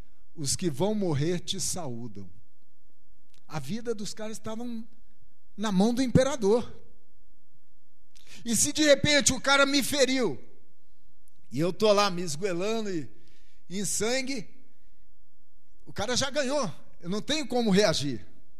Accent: Rio de Janeiro, Brazil; Fui criado no Rio, né?

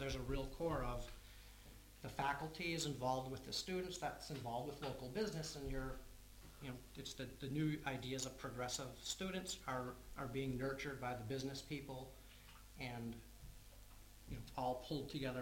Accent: United States; now in Berlin, Germany; I grew up in America where everybody is just inherently raised.

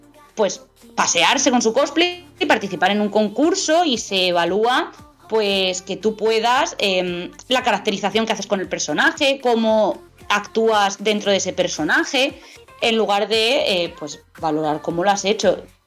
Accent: Murcia, Region of Murcia, Spain; yo realmente soy de Murcia

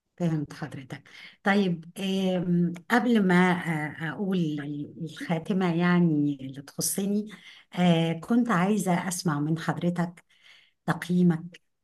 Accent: Egypt; بما إن إحنا مصريين وبنتكلم عن مصر يعني

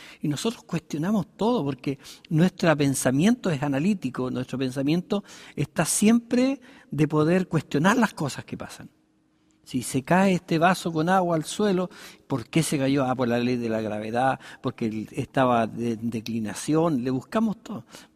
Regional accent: Chile; nosotros, como chilenos, estamos acá, nosotros tenemos un pensamiento occidental.

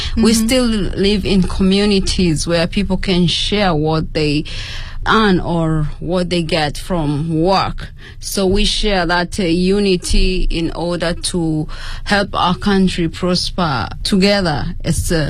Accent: Tanzania; English is a second language; now in Zhengzhou, China; and I am from Tanzania.

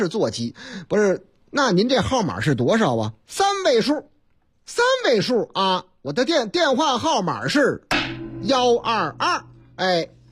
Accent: Zhengzhou, Henan, China; 您听这个口音还听不出来吗？我老家河南郑州，啊，不是我那个唯一的老家，哎，我老家多

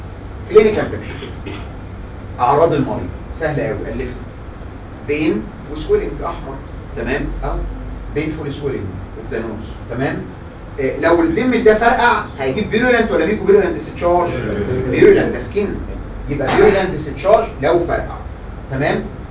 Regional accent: Egypt; ودي مشكلتنا عندنا في مصر

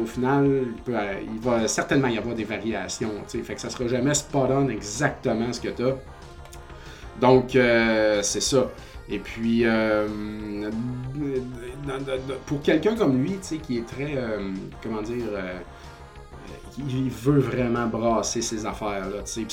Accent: Saint-Joseph-de-Beauce, Quebec, Canada; moi, je viens de Saint-Joseph-de-Beauce, quartier Verdier.

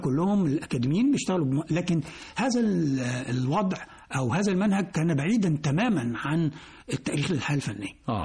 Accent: Alexandria, Alexandria Governorate, Egypt; كنا في الإسكندرية وإحنا أنا أصلا إسكندراني يعني.

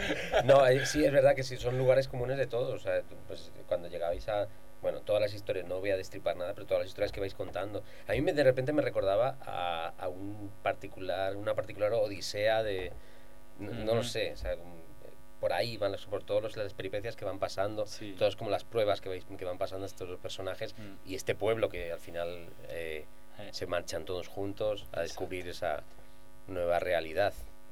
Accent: Italy; Spanish is a second language; now in Madrid, Spain; entonces yo soy italiano y he estado...

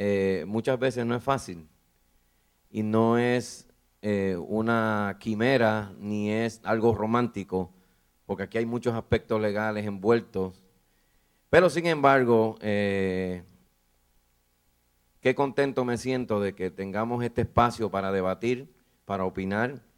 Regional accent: Dominican Republic; La República Dominicana, de donde yo soy, también soy dominicano

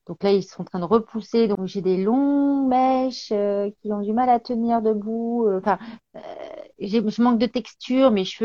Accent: Béthune, Hauts-de-France, France; Et en fait, je suis une ch'ti. Voilà, je suis de Béthune, dans le Pas-de-Calais.

